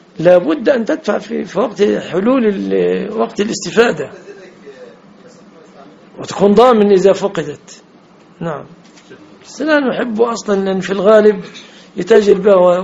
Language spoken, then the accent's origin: Arabic; Egypt; لان صداق المرأة تمثل في عفش ومؤخر وشبكة في بلادنا مصر